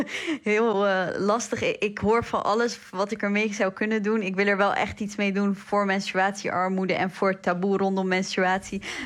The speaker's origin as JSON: {"language": "Dutch", "country": "Iraq", "lives_now": "Netherlands", "said": "Ja, inderdaad, ik kom uit Irak."}